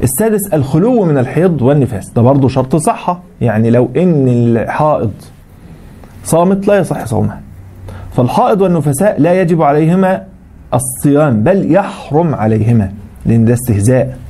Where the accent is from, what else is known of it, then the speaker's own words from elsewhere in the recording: Egypt; عندنا في مصر الحمد لله 7 مراصد بيرصدوا الهلال